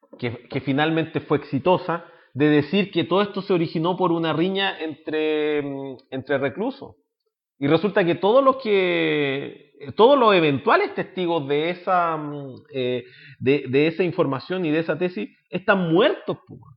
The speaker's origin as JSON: {"language": "Spanish", "country": "Chile", "said": "Y nos tienen a nosotros capturados como opinión pública y como chilenos"}